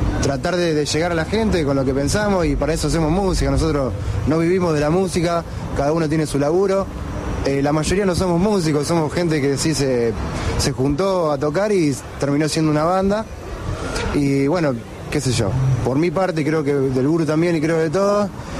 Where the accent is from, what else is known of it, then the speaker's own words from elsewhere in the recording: Santa Fe, Argentina; Una banda conformada por gente de pueblos de alrededor de Rosario, pero decimos que somos Rosario porque tenemos como el núcleo de juntada acá, así que decimos que somos Rosario.